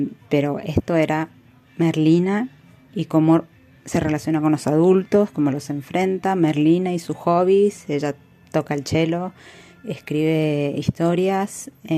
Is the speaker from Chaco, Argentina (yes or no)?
no; Mendoza, Argentina; soy de Mendoza